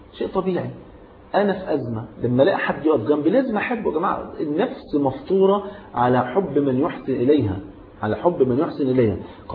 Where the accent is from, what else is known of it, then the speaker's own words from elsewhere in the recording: Egypt; يعني المثل حتى عندنا في مصر يقول لك أنا غني وأحب الهدية